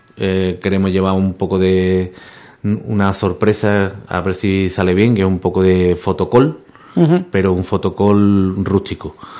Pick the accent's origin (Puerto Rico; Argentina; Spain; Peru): Spain; Benaocaz, Andalusia; esto es lo que puede ofrecer mi pueblo, esto es lo que puede ofrecer Benaocá.